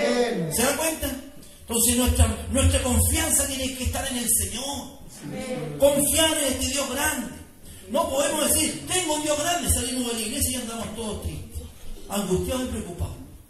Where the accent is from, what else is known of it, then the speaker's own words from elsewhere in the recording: Chile; Así somos los chilenos.